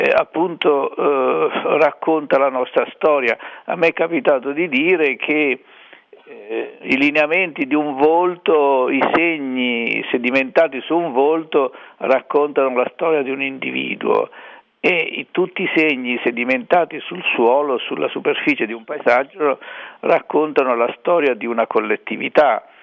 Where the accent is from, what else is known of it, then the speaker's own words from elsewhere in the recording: Colli del Tronto, Marche, Italy; born there; ho visto la collina del mio paese di nascita, che è Col del Tronto